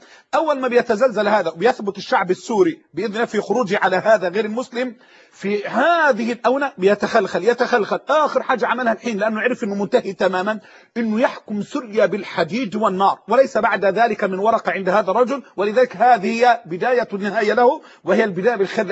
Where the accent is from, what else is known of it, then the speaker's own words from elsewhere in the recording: Egypt; بمعنى لما تيجي عندنا في مصر عندنا مؤسسه دينيه